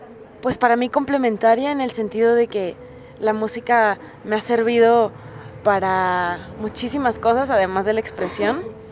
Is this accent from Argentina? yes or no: no; Tijuana, Baja California, Mexico; now in Mexico City, Mexico; soy una morrilla de Tijuana que llegó al DF hace un par de años con la idea de pues hacer música y también escribir un libro